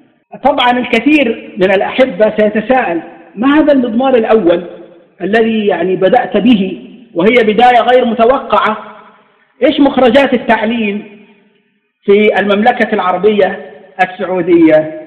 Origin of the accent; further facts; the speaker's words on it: Egypt; نحن عندنا في مصر الذي يخطب بورقة على المنبر ممكن يضربه الناس